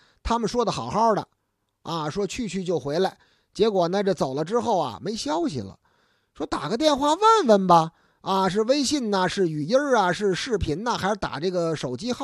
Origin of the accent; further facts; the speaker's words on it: Beijing, China; 咱们北京人讲话中间车和事儿的